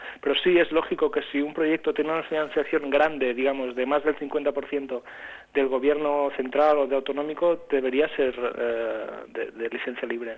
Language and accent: Spanish; Catalonia, Spain; pedir dinero a la gente es algo que a mí, aun siendo catalán, me cuesta mucho.